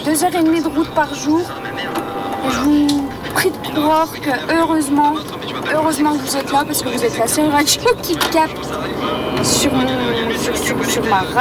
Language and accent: French; France; Même en tant que française, je vous kiffe.